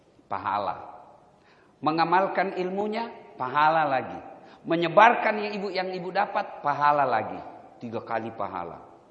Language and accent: Indonesian; South Sulawesi, Indonesia; Saya semalam masih di kampung. Kampung saya itu kurang lebih 5 jam dari kota Makassar.